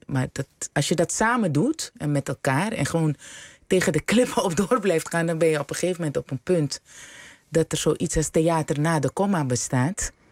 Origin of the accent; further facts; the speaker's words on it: Suriname; En opgroeiend in Suriname is dat heel belangrijk.